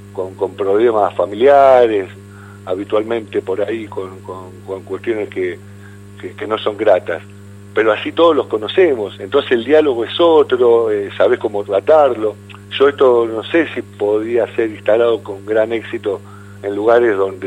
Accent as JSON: {"language": "Spanish", "region": "Buenos Aires", "country": "Argentina", "moved": "yes", "said": "Yo te lo digo viviendo en Buenos Aires y siendo porteño hace 20 años que me vine para acá, ¿no?"}